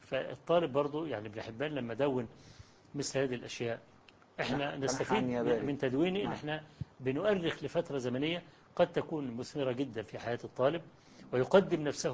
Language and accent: Arabic; Egypt; وقلت له أنا جئت من مصر عشان أقابلك وإلى آخره.